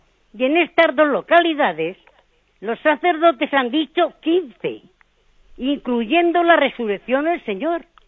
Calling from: Albacete, Castilla-La Mancha, Spain; de Albacete.

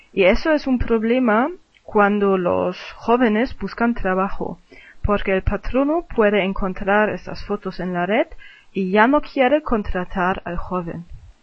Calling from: Germany; Os hablo desde Alemania. Voy a hablar de la situación en mi país

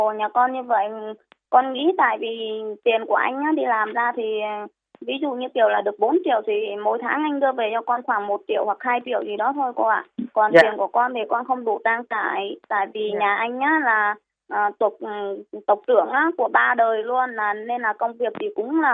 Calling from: Bình Dương, Vietnam; em đang còn gọi tới từ Bình Dương ạ chị.

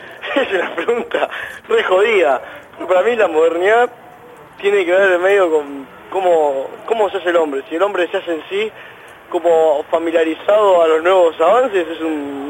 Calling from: Temperley, Buenos Aires Province, Argentina; de Temperley.

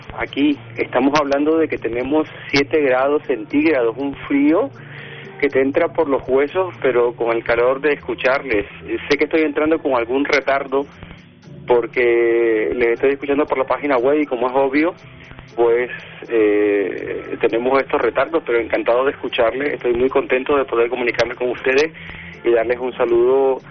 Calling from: Madrid, Community of Madrid, Spain; Soy de Madrid, España. Aquí son ya, hoy es lunes ya.

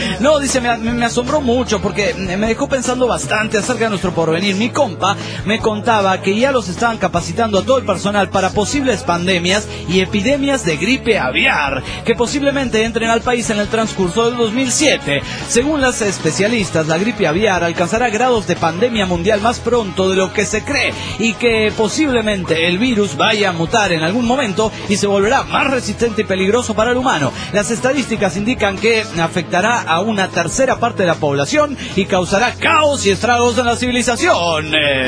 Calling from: Spain; de Gran Olars, España.

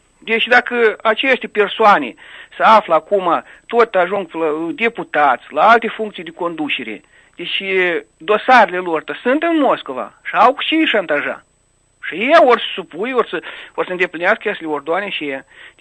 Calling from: Nisporeni District, Moldova; din Raion Nisporeni.

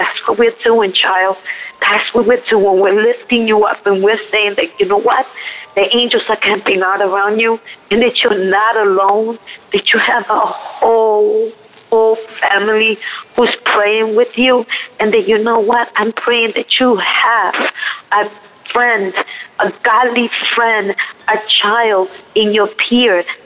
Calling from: Queens, New York, United States; My name is … I'm calling from New York. Queens.

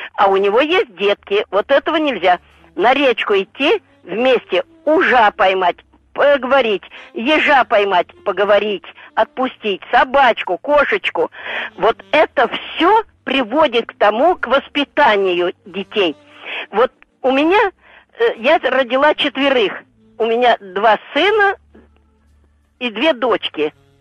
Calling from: Lipetsk, Lipetsk Oblast, Russia; Я из Липецка говорю.

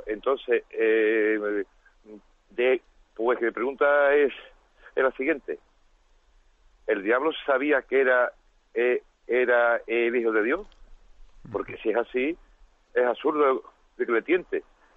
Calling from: Seville, Andalusia, Spain; de Sevilla.

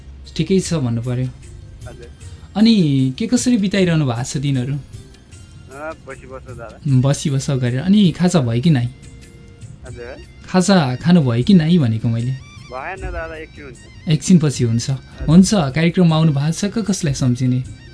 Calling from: Bhandara, Bagmati, Nepal; भण्डाराबाट

